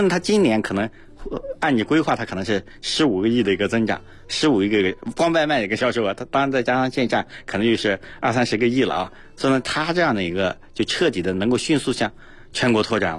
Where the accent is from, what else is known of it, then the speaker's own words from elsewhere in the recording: Xinjiang, China; 其实每个人，比如说像我是新疆人